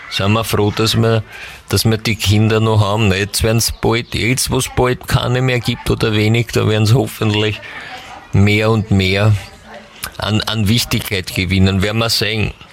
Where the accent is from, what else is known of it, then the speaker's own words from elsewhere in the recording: Lower Austria, Austria; als Niederösterreicher habe ich es ja nach Wien nicht weit